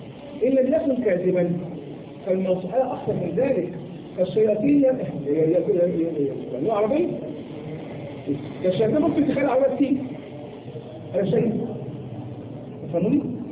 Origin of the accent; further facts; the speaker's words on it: Egypt; ويعني كان عندنا في مصر